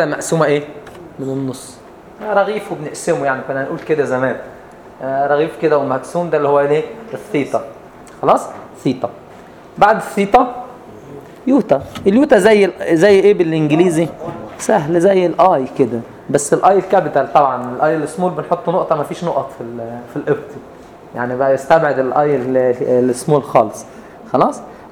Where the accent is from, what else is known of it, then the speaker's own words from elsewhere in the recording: Upper Egypt, Egypt; احنا عندنا في الصعيد